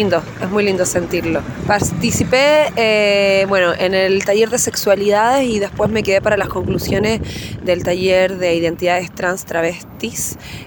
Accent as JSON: {"language": "Spanish", "region": "Valparaíso", "country": "Chile", "said": "soy de Valparaíso, Chile, soy migranta y este fue mi primer encuentro."}